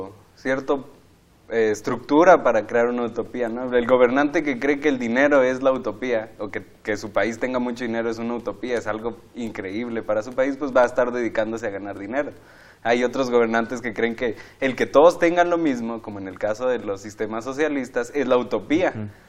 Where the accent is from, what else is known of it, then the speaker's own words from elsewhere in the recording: Chihuahua, Mexico; yo vengo de Chihuahua, Chihuahua y estoy en mi último año de teología.